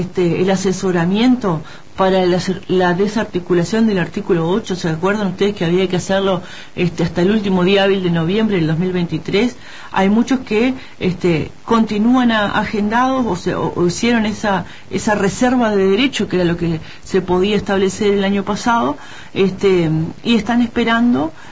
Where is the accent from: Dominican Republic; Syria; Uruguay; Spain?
Uruguay; como población, como pueblo uruguayo